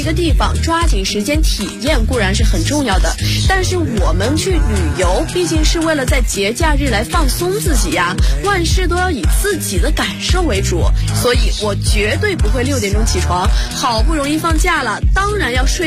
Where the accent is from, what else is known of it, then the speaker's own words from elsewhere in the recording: Hunan, China; 我们湖南人撒可是无辣不欢的嘞